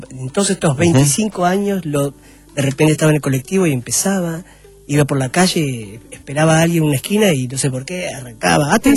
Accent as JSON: {"language": "Spanish", "country": "Argentina", "said": "La Argentina, porque soy un actor argentino, sí. Nacido acá. La española, que es la que heredo del bululú de José María Vilches. Uh-huh. Y la boliviana, que es la que heredo de mis viejos."}